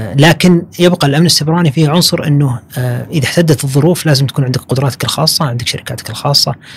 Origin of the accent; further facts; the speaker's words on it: Saudi Arabia; نبي نصير إن شاء الله عندنا في السعودية فندر